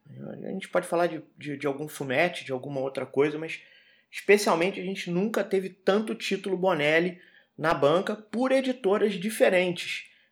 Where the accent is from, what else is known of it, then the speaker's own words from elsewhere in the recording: Rio de Janeiro, Brazil; o carioca, eu sou do Rio, então o carioca